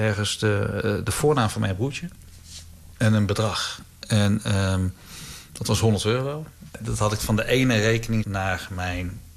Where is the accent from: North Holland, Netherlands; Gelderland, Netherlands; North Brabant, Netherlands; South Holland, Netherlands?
North Brabant, Netherlands; Breda; Ik ben geboren en getogen in Breda.